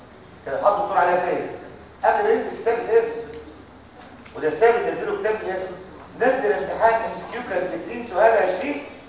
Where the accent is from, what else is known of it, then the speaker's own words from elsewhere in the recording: Egypt; انا ده الامتحان بيقطع في احنا مصريين